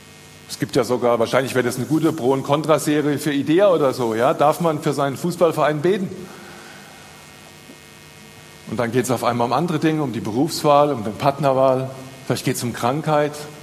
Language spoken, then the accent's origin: German; Rhineland-Palatinate, Germany; Also ich bin Pfälzer